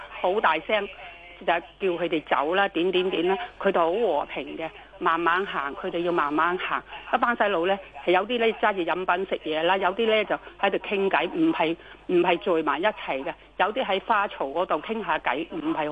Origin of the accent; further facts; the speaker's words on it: Sheung Shui, New Territories, Hong Kong; 係我係上水人嚟嘅，